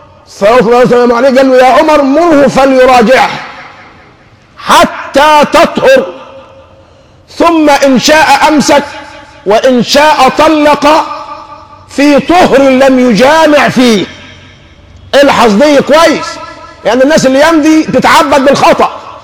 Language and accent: Arabic; Egypt; السهل جدا عندنا كمصريين بنتكلم في حاجتين